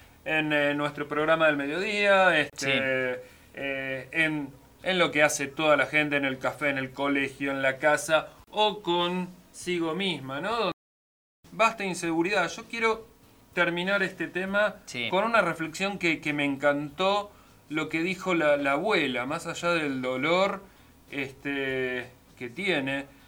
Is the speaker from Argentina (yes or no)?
yes; Argentina; Tener que decirlas, nos duele como argentinos.